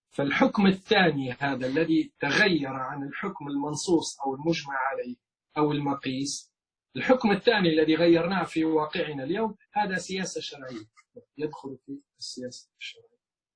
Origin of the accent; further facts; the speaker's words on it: Libya; عندنا في ليبيا معركة يعني بين فصيل من التيار